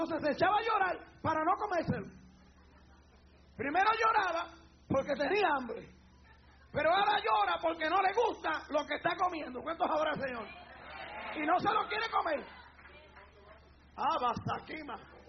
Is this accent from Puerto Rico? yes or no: yes; Puerto Rico; yo no sé si se hace todavía en mi país, en Puerto Rico